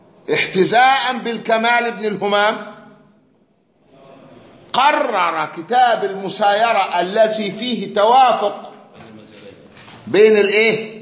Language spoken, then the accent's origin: Arabic; Egypt; المذهب الشافعي عندنا في مصر